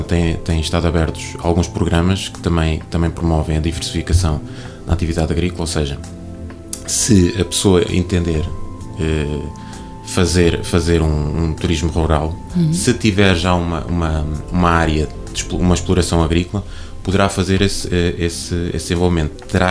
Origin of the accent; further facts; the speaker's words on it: Coimbra, Centro, Portugal; now in Oliveira do Hospital, Portugal; Eu não sou natural de Oliveira do Hospital, eu sou natural de Coimbra. Casei-me, a minha esposa é daqui, de Oliveira do Hospital